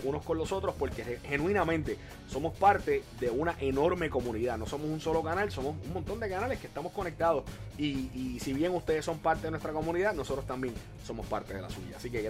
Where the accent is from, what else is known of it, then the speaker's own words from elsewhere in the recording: Puerto Rico; somos de Puerto Rico y cargamos con orgullo también, ¿verdad?, nuestra bandera y nuestro orgullo patrio